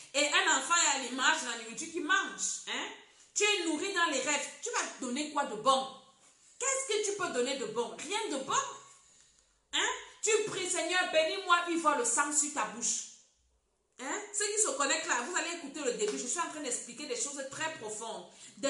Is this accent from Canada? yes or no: no; Cameroon; comme on dit chez nous au Cameroun.